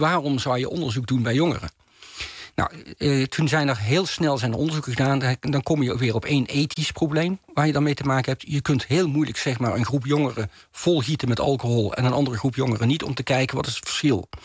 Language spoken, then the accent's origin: Dutch; Maastricht, Limburg, Netherlands; en ik kom zelf van Maastricht af oorspronkelijk